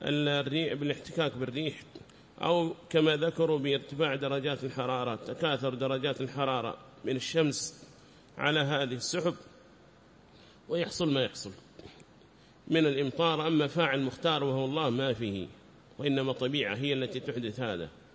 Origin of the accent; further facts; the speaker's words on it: Yemen; هذا كان يقرر عندنا في بلادنا اليمن، بلاد الإيمان والإيمان